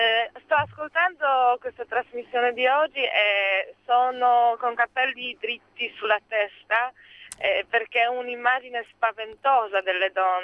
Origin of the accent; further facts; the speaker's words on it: Poland; Italian is a second language; Io sono polacca, sì.